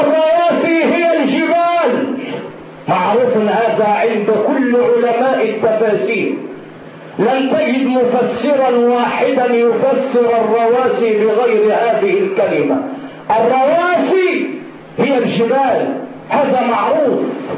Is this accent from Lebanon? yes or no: no; Egypt; البحر الحلو مع المالح وهو موجود عندنا في مصر